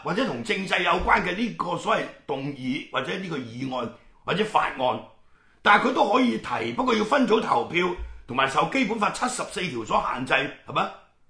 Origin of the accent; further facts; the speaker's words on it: Hong Kong; 而家同個政府狼狽為奸，欺壓我哋香港人，係咪？